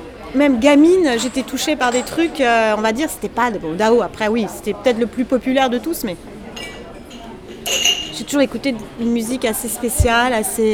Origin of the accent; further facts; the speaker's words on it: Paris, Île-de-France, France; born there; je suis née à Paris, j'aime être à Paris.